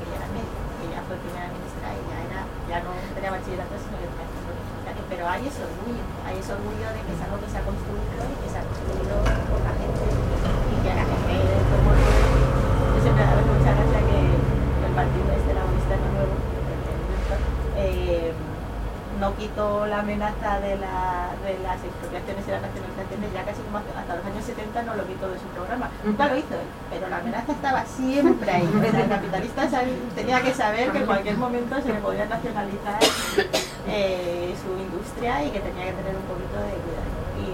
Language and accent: Spanish; Castilla-La Mancha, Spain; entre todos los pueblos de Toledo, de donde vengo yo